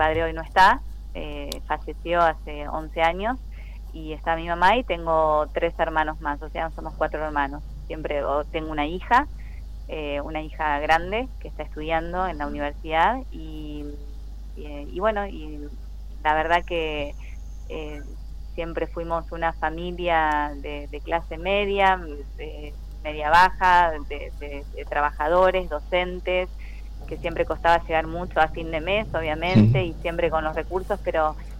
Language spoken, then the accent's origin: Spanish; General Villegas, Buenos Aires Province, Argentina; Yo soy de General Villegas, si bien ahí como me presentaste, yo empecé muy de abajo en realidad. Uh-huh. Siempre viví en General Villegas